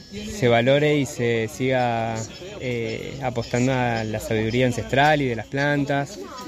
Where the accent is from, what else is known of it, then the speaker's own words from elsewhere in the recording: Bariloche, Río Negro, Argentina; now in Córdoba, Argentina; Yo vengo de Bariloche, que por ahí allá, bueno, toda la cultura ancestral ha sido bastante masacrada.